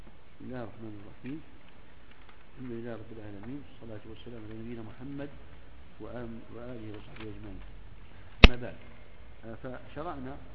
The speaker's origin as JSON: {"language": "Arabic", "country": "Egypt"}